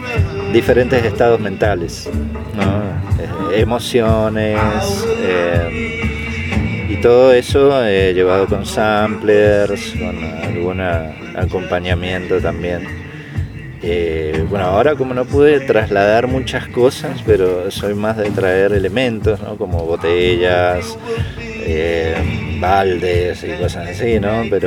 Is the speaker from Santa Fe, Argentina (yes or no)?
no; San Juan, Argentina; Genial, bueno, yo soy de acá de San Juan, un poco nervioso también